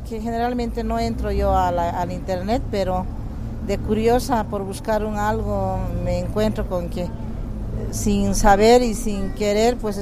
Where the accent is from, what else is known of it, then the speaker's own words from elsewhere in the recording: Bolivia; creo que como bolivianos tenemos que tener nuestra propia privacidad